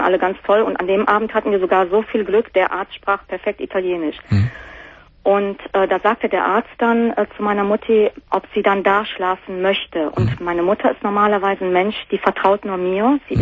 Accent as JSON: {"language": "German", "town": "Cologne", "region": "North Rhine-Westphalia", "country": "Germany", "tie": "born or raised there", "lives_now": "Potsdam, Germany", "said": "Ich selber bin auch Kölnerin, wohne seit einem Jahr in Potsdam mit meinem Freund."}